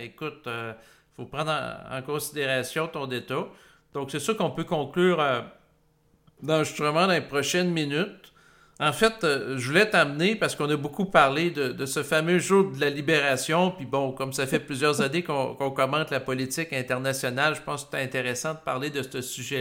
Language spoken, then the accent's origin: French; Quebec, Canada; en tant que Québécois